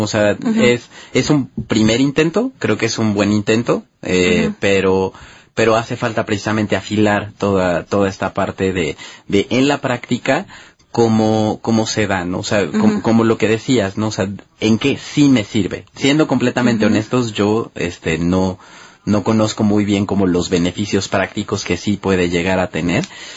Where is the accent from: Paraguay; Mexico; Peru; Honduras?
Mexico; Y que nosotros como mexicanos nos demos cuenta